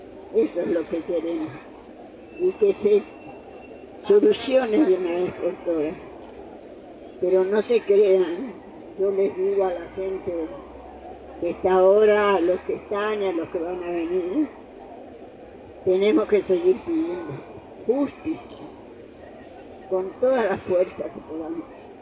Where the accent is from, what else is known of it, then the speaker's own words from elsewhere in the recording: Argentina; Nosotros somos los argentinos candidatos a soportar un gobierno fascista.